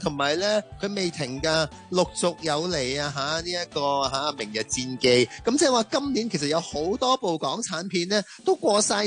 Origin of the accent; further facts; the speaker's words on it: Hong Kong; 咁我哋香港人咪多啲人可以睇到